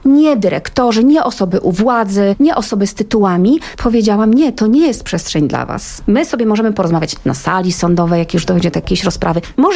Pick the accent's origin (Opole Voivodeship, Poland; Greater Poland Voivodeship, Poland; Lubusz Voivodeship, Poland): Lubusz Voivodeship, Poland; Gorzów Wielkopolski; Wróciłam po 16 latach do mojego rodzinnego miasta Gorzowa Wielkopolskiego